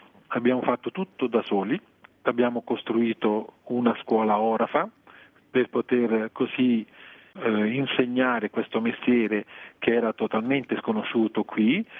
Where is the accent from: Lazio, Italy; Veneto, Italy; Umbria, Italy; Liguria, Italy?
Lazio, Italy; Frosinone; born there; Io sono nato a Frosinone